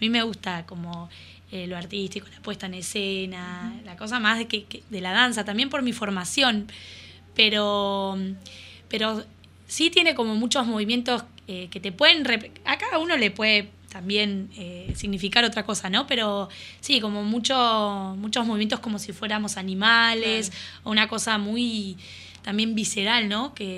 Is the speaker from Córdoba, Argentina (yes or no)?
no; La Plata, Buenos Aires Province, Argentina; sino que estoy acá, soy platense